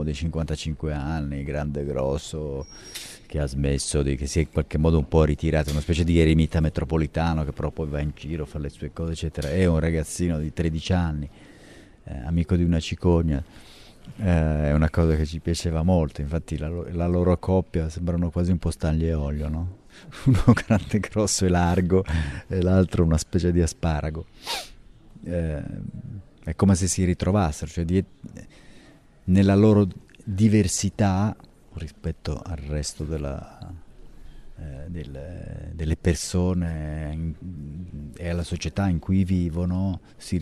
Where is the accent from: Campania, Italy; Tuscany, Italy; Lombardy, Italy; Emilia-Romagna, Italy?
Lombardy, Italy; Milan; io sono di Milano